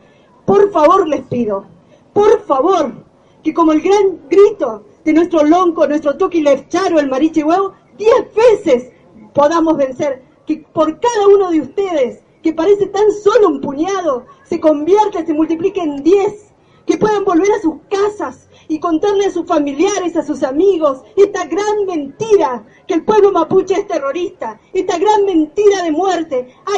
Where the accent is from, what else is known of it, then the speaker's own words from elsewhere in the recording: Chubut, Argentina; Vengo de la provincia de Chubut, de una comunidad mapuche que ha recuperado territorio en el año 99, que está a 100 kilómetros al sur de la ciudad de Esquel